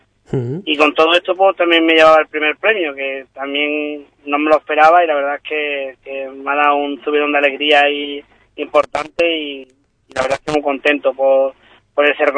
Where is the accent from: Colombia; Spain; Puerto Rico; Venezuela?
Spain; Ubrique, Andalusia; un ubriqueño, y empecé la presentación pues presentándome como ubriqueño y como diciéndole que en mi pueblo pues éramos artesanos de la piel